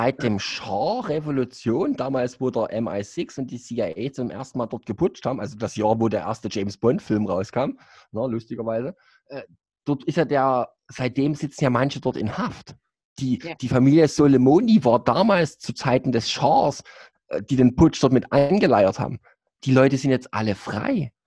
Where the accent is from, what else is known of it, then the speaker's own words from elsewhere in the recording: East Germany, Germany; Ja, ich muss es halt als Ossi nochmal speziell anweisen.